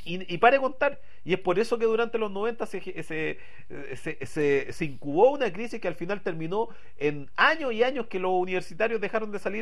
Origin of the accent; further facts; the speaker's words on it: Santiago, Santiago Metropolitan Region, Chile; como somos santiaguinos y para pensar en Chile, no somos chilenos para pensar, sino que somos santiaguinos para pensar